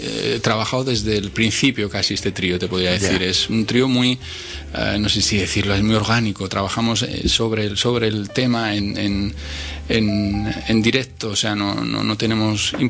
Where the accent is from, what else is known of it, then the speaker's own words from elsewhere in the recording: Miranda de Ebro, Castile and León, Spain; En Bilbao, en mi pueblo, en Miranda.